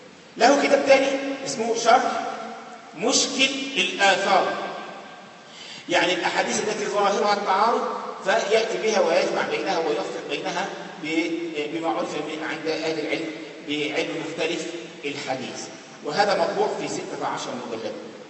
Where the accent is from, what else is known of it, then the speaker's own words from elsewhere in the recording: Egypt; القرافة دي منطقة عندنا في مصر